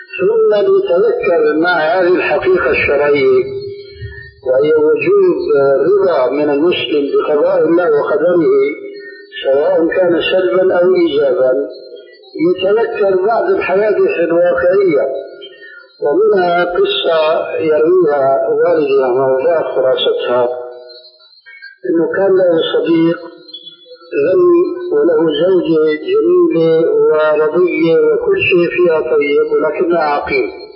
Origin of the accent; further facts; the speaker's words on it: Syria; كما يقولون عندنا في سوريا